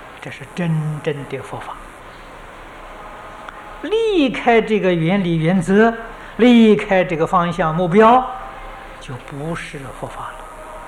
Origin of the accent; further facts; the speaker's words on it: China; 我们中国人讲门道